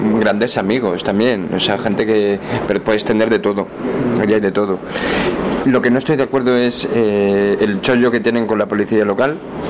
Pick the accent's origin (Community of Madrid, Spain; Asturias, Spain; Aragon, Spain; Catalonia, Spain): Aragon, Spain; Zaragoza; De Zaragoza.